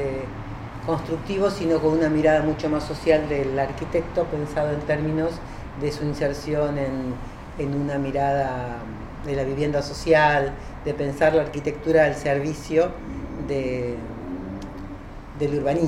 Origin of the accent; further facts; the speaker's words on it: Mar del Plata, Buenos Aires Province, Argentina; born there; Y bueno, años más tarde nací yo acá en Mar del Plata. O sea, yo soy de la familia, soy la única que nació acá.